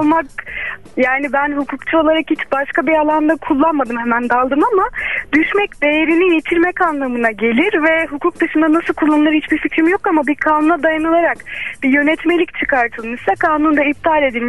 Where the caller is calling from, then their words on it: Ankara, Turkey; ben Ankara'dan.